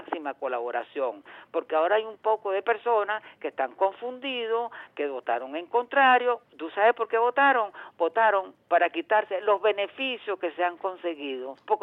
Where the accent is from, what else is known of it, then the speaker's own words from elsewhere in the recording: Venezuela; poner las cosas en su lugar como venezolanos que somos, como revolucionarios que queremos ser y como gente inteligente que al fin y al cabo somos.